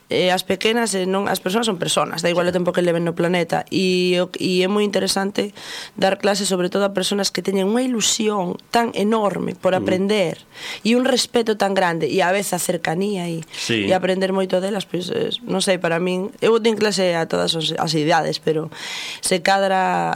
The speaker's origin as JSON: {"language": "Galician", "region": "Galicia", "country": "Spain", "said": "que é da miña terra, bergantiñano"}